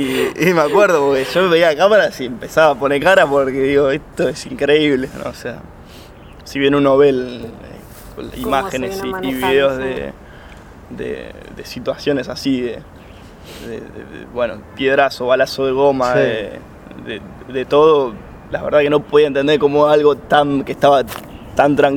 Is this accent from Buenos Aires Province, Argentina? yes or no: yes; Ituzaingó, Buenos Aires Province, Argentina; Ituzaingó.